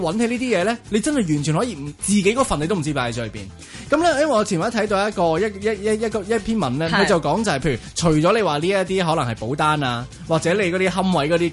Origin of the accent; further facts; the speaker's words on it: Hong Kong; 因为我哋香港人好少会做 body check 㗎嘛